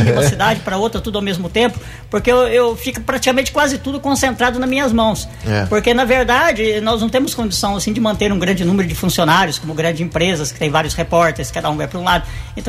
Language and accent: Portuguese; Mococa, São Paulo, Brazil; also born or lived in São João da Boa Vista; Eu sou natural de Mococa, minha família toda é de Mococa, mas morei mais de 20 anos em São João da Boa Vista.